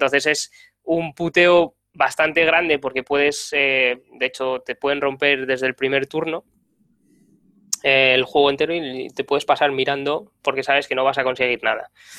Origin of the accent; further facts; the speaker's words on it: León, Castile and León, Spain; now in Madrid, Spain; ahora vivo en Madrid, ya no soy de León.